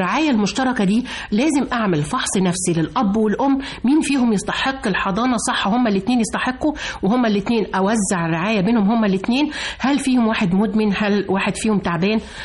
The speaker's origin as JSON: {"language": "Arabic", "country": "Egypt", "said": "مصر اللي بنرفع راسنا بينا في كل حتة وأقول أنا مصري، أنا فرحان إن أنا مصري وأولادي مصريين"}